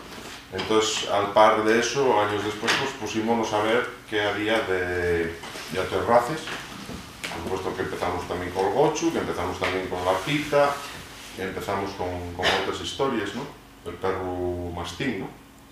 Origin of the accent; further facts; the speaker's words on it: Asturias, Spain; aunque sea en este pequeño país nuestro que lleve Asturias, ¿no?